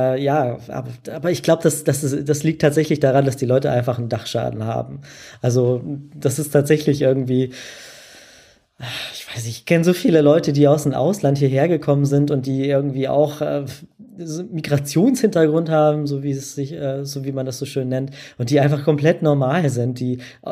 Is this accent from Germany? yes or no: yes; Hamburg, Germany; keine Ahnung, ich komme jetzt aus Hamburg, soll ich jetzt zurück nach Hamburg?